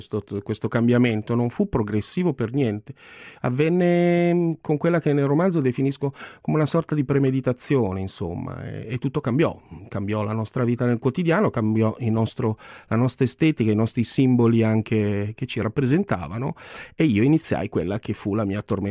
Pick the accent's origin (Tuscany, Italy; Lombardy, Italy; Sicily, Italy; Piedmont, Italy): Lombardy, Italy; Milan; Io sono un ragazzo nato e cresciuto in Piazzale Lotto, quindi mi fa sempre effetto tornare qui perché poi non ci ho più abitato, sono più abitato in altre zone di Milano.